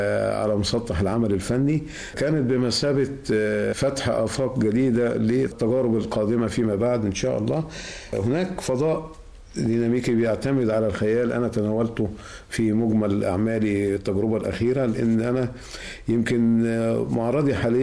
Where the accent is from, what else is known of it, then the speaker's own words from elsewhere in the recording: Egypt; moved away; حنين للوطن، حنين للرجوع بقى للمشاركات داخل بلدنا الحبيبة، داخل بلدنا مصر.